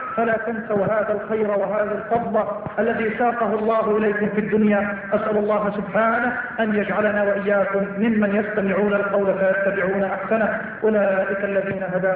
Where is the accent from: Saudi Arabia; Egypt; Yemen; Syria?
Egypt; اللهم اجعل بلدنا مصر بلد الأمن والأمان